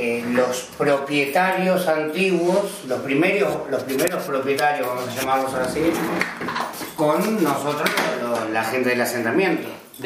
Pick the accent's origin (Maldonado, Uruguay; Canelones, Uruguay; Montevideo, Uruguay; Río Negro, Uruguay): Montevideo, Uruguay; also born or lived in Villa Española; Mi zona, yo soy de Pocitos